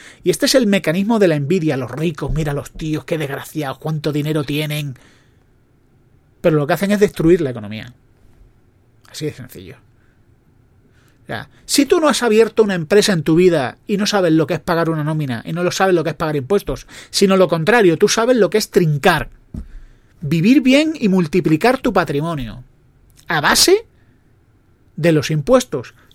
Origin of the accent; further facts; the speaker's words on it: Spain; yo creo que el problema somos los españoles.